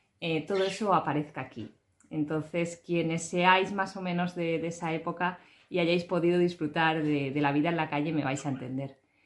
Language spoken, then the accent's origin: Spanish; Valencian Community, Spain; soy una escritora valenciana